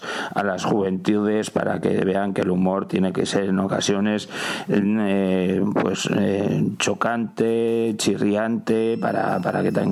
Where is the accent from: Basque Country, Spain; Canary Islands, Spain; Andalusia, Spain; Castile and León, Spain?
Basque Country, Spain; y yo soy de Euskadi